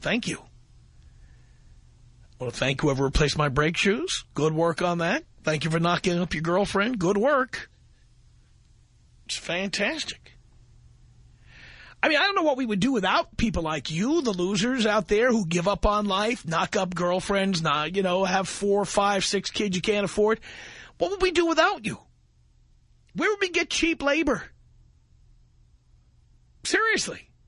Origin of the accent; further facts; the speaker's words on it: Hollywood, California, United States; Coming to you from my hometown of Hollywood, California.